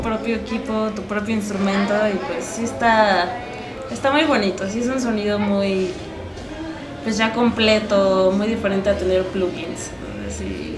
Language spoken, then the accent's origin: Spanish; Tlaxcala, Mexico; yo soy de Tlaxcala y él también